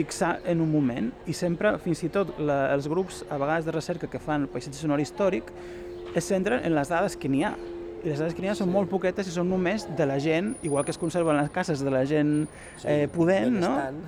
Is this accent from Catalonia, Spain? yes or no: no; Galicia, Spain; jo com a gallec també tindria coses a dir de com cuineu a Barcelona